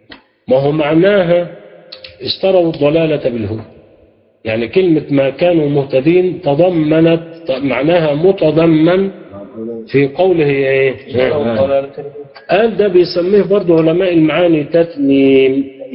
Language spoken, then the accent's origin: Arabic; Egypt; زي ما بنقول عندنا في مصر اتغلبت